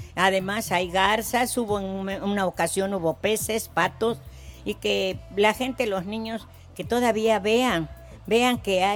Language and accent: Spanish; Veracruz, Mexico; moved away; Vengo del estado de Veracruz, a donde toda la gente es muy jacarandosa, les gustan las claro. posadas.